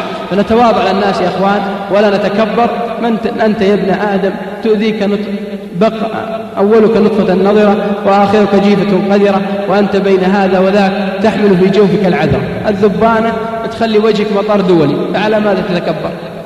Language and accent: Arabic; Al-Qassim, Saudi Arabia; عندنا بالقصيم